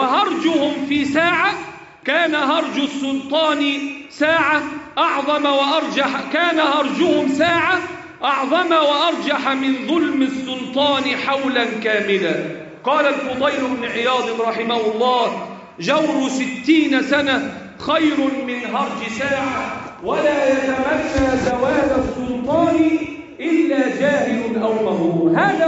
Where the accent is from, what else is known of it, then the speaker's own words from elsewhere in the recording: Egypt; اللهم احفظ بلدنا مصر وسائر بلاد